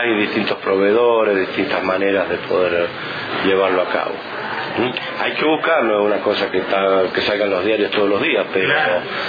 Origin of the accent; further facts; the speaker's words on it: Mendoza, Argentina; now in Merlo, Argentina; Mire, yo estoy hace 27 años en la localidad de Merlo, en la provincia de San Luis. En realidad soy originario de Mendoza, de la provincia de Mendoza, pero hace 27 años que estamos en Merlo.